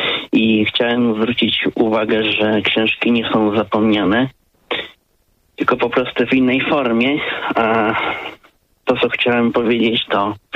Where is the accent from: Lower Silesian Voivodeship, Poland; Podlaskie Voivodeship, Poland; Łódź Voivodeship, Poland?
Lower Silesian Voivodeship, Poland; Wrocław; pochodzę z Wrocławia jestem